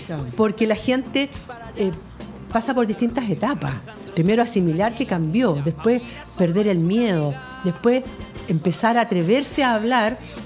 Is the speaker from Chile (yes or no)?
yes; Chile; Si queremos saber qué somos como chilenos